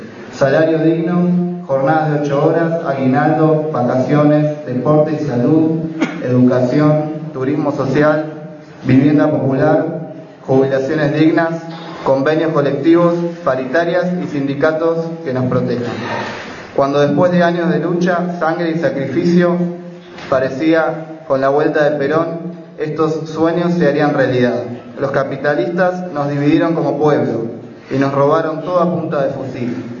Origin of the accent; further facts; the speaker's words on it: Berisso, Buenos Aires Province, Argentina; Yo soy de Berisso